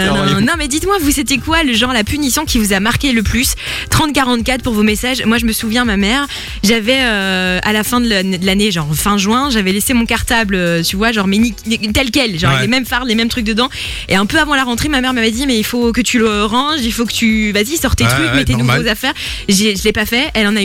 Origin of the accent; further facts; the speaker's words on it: United Kingdom; accent: English; French is a second language; Et c'est pas très très gentil de se moquer de mon accent anglais.